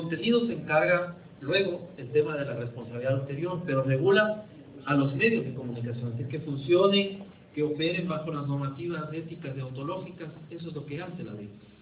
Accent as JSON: {"language": "Spanish", "country": "Ecuador", "said": "Efectivamente, vengo de Ecuador"}